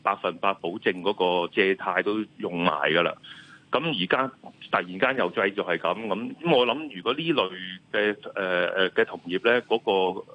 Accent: Hong Kong; 即係屋企雖然我哋香港人唔係好大啊

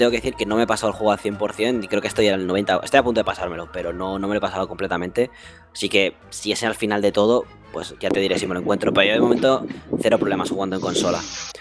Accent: Catalonia, Spain; Yo, como soy catalán, nada

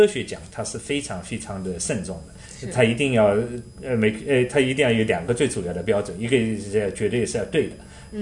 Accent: China; born there; moved away as an adult; also born or lived in Germany / United States; 我是在中国出生，在复旦大学读了一个学期，然后也在德国读的本科，在美国又读的博士

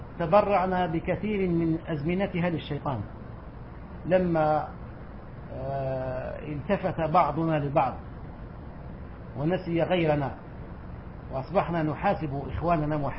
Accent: Algeria; وعندنا في الجزائر أيضا كان الأمر كذلك.

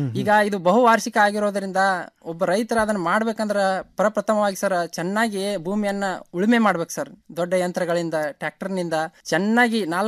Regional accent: Hirur, Karnataka, India; ನಮ್ಮ ಬೆಳಗಾವಿ ಜಿಲ್ಲೆಯ ಸವದತ್ತಿ ತಾಲೂಕಿನ ಹಿರೂರು ಗ್ರಾಮ ಸರ್.

